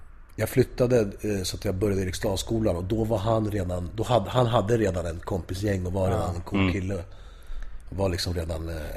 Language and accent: Swedish; Spain; Jag är spanjor från Spanien.